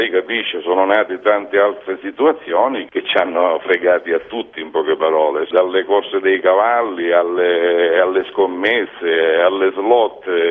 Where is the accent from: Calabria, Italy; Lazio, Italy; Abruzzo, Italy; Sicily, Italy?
Sicily, Italy; all'inizio le parlo di 30 anni fa, dove io sono, che io vengo dalla Sicilia